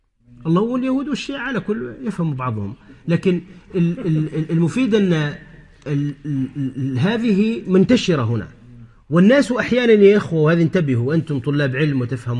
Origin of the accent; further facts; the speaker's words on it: Tunisia; مثلا عندنا في تونس في بعض الأرياف